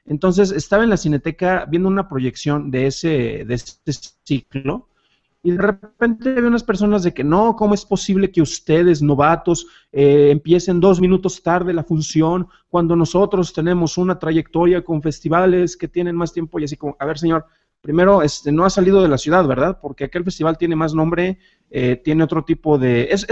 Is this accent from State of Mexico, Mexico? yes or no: no; Jalisco, Mexico; also born or lived in Guanajuato; yo no soy de aquí de la ciudad, yo soy originario de Jalisco, estuve un tiempo en Guanajuato